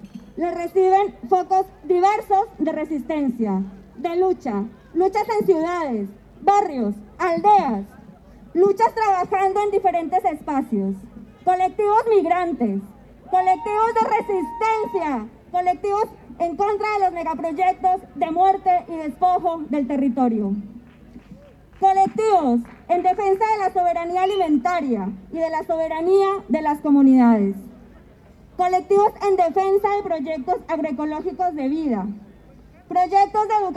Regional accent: Colombia; Como decimos en mi tierra Colombia, aprender caminando, fortalecer puentes y, en definitiva, tejer sueños en esta tierra insumisa.

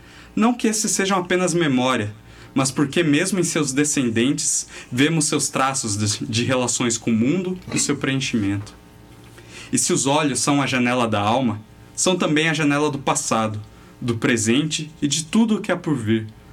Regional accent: Sorocaba, São Paulo, Brazil; que eu sou de Sorocaba

